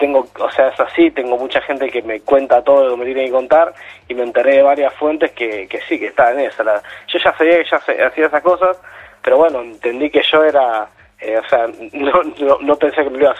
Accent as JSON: {"language": "Spanish", "town": "Pablo Nogués", "region": "Buenos Aires Province", "country": "Argentina", "said": "Bien, de zona norte, por Pablo Noves."}